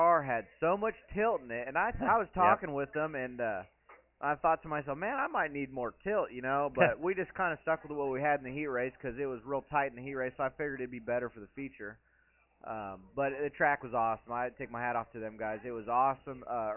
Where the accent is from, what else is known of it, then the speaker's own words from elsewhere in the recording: California, United States; it's okay because I'm from California, so they could say, oh, it's a California thing.